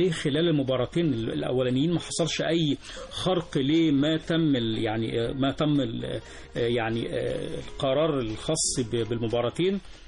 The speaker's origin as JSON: {"language": "Arabic", "country": "Egypt", "said": "بقى بيحب الملعب ده اكتر من بعض الملاعب عندنا في مصر"}